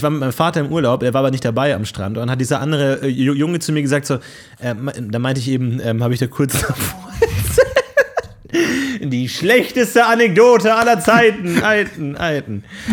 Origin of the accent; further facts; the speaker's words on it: Bavaria, Germany; Ich komme aus Bayern, da hieß es Fasching.